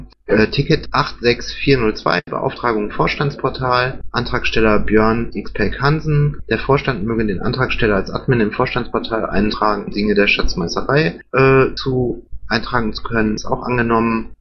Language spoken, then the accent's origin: German; Düren, North Rhine-Westphalia, Germany; Düren, die Gegend kenne ich, da komme ich auch aus der Ecke, komme ich her. Das ist relativ weitläufig.